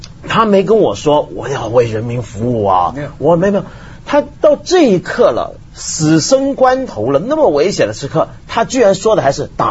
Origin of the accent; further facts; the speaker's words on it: Hong Kong; 当然我是香港人了